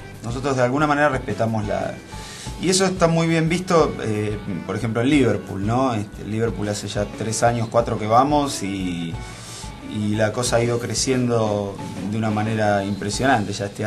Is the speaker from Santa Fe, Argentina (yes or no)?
no; Mar del Plata, Buenos Aires Province, Argentina; born there; now in Buenos Aires, Argentina; Y nací en Mar del Plata, es verdad, pero ya la mitad de mi vida la viví acá. Hace como 15, 17 años que estoy dando vueltas por acá, por Buenos Aires, así que ya soy un poco mitad porteño, mitad marplatense. Una especie de híbrido.